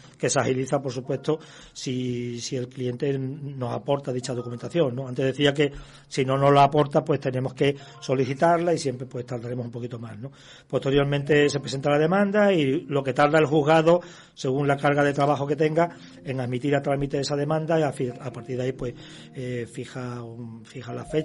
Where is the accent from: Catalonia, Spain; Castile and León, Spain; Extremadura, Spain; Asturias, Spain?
Extremadura, Spain; Badajoz; moved away as an adult; nací y soy de Badajoz, de Extremadura. Uh-huh. Y hace unos 5 años que salí